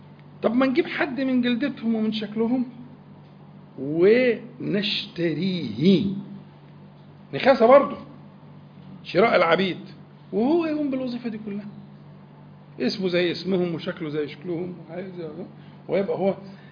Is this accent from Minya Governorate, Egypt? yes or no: no; Al-Nakhas, Sharqia Governorate, Egypt; احنا أنا من الشرقية، عندنا بلد اسمها النخاس قريبة من العاصمة، يعني النخاس.